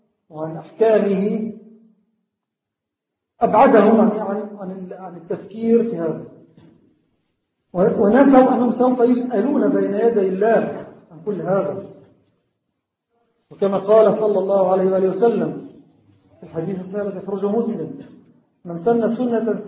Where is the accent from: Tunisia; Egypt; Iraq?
Egypt; هذه الأيام كما هو معلوم تمر بلدنا مصر بأحداث مؤسفة